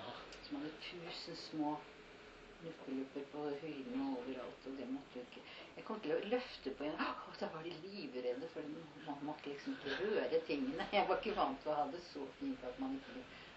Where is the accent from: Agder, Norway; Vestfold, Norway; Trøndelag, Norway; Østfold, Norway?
Østfold, Norway; Moss; born there; also born or lived in Lier; de første 3 årene bodde jeg jo i Lier, men så, jeg er født i Moss, og så flyttet vi ut til Morsheim.